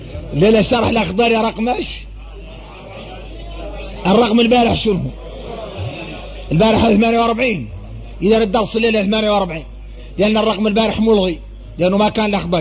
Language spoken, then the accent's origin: Arabic; Mauritania; احنا موريتاني